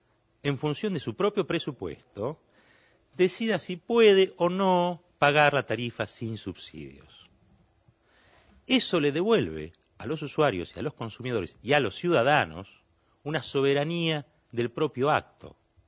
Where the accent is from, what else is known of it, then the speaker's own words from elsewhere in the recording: Argentina; ¿Somos solidarios los argentinos?